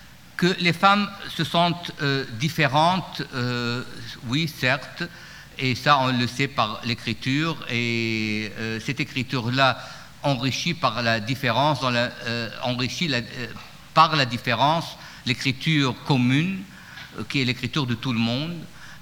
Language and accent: French; Baghdad, Baghdad Governorate, Iraq; Quand j'étais enfant et adolescent à Bagdad